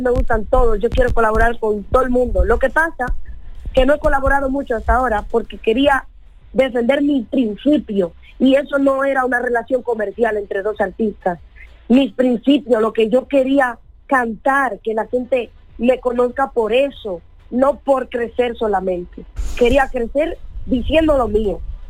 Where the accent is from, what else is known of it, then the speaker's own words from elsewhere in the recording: Spain; Bueno, todo lo que lleve arroz, como buena latinoamericana y española, me encanta.